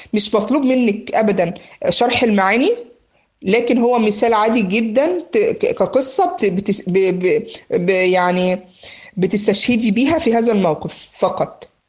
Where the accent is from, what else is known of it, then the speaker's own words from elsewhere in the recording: Egypt; بيقول له زي ما بنقول عندنا في مصر هنا ايه